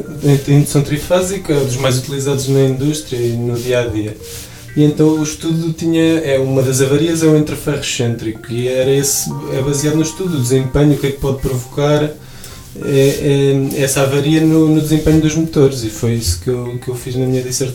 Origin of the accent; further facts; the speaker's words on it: Oliveira do Hospital, Coimbra, Portugal; exatamente, tenho 29 anos, sou daqui do Conselho da Freguesia de Oliveira do Hospital.